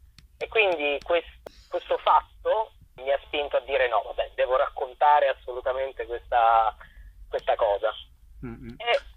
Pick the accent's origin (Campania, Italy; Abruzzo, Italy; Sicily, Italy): Abruzzo, Italy; Chieti; per un altro spettacolo incentrato sulla storia della mia città natale di Chieti, ho scoperto che il re è scappato ed è scappato in direzione dell'Abruzzo.